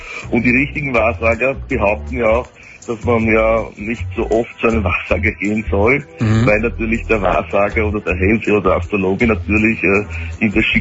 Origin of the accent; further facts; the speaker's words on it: Austria; Ja, ich bin Österreicher.